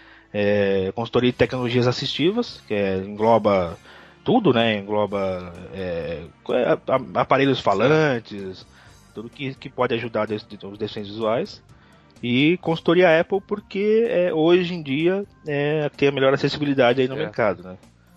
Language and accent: Portuguese; São Paulo, Brazil; Eu tenho 32 anos, sou de São Paulo, mas estou